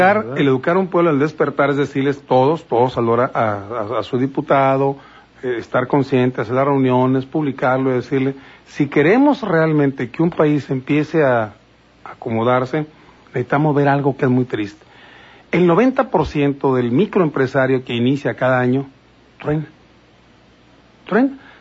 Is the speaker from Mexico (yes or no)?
yes; Mexico; Falta esa educación hacia nosotros, cada uno como mexicano, para comprender qué escuchamos.